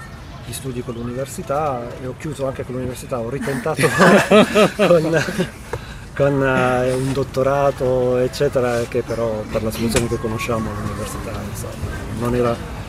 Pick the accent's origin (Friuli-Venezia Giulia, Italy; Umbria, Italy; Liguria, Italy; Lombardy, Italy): Liguria, Italy; Ventimiglia; born there; also born or lived in France; Sono nato a Ventimiglia, figlio di emigranti da pugliesi, poi dopo un periodo lì tra Francia e Liguria sono tornato giù.